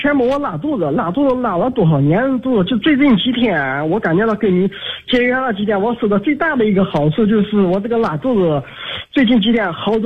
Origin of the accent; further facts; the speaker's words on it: Anhui, China; 今年48岁。